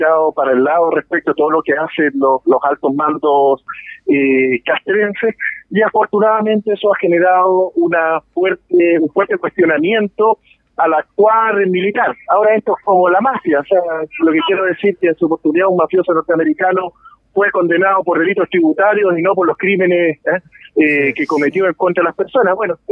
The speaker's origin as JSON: {"language": "Spanish", "country": "Chile", "said": "yo creo que como chilenos, como sociedad, debemos sentirnos orgullosos"}